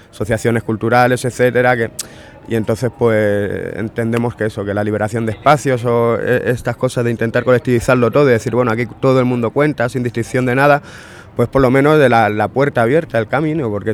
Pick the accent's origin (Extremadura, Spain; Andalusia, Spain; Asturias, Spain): Andalusia, Spain; La comida tradicional andaluza, yo soy andaluz